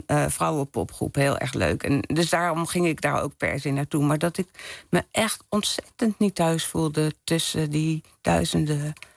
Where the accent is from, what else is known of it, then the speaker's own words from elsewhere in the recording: Leiden, South Holland, Netherlands; Ik ben opgegroeid in Leiden.